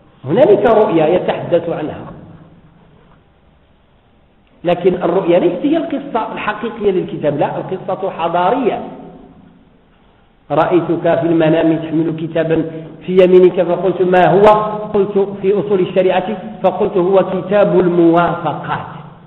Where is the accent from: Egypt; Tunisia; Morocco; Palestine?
Morocco; الآن عندنا في المغرب والحمد لله رمضان، كل الناس يصومون